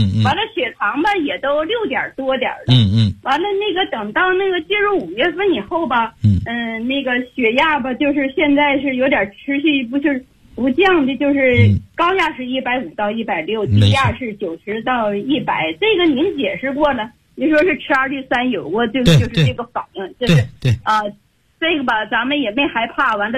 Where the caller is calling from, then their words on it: Beijing, China; 我是北京的学员，我今年72岁了